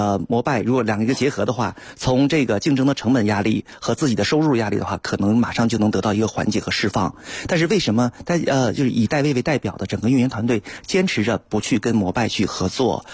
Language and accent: Chinese; Beijing, China; 其实我们北京人不太熟悉的另外一个品牌叫哈罗